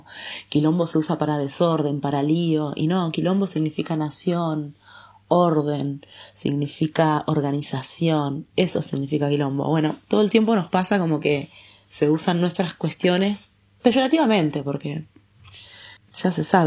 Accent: Argentina; Yo siempre como me preguntan, ¿vos de dónde sos? Yo soy de Argentina, ¿y vos?

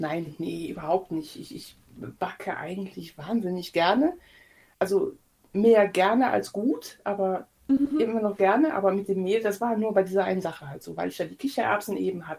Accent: Eifel, Germany; Ich wohne jetzt ungefähr 50 Meter neben dem Haus, wo ich groß geworden bin.

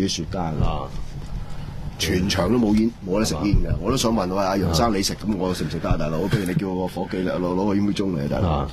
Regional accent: Hong Kong; 喂你嘥我哋香港人咁多钱。

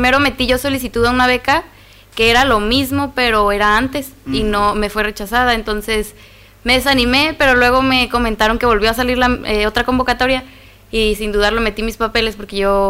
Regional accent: Baja California Sur, Mexico; Yo soy de Baja California Sur.

